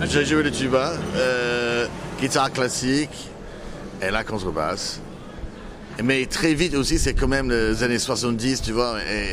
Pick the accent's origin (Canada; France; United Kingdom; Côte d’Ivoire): United Kingdom; French is a second language; était connu dans mon enfance en Angleterre.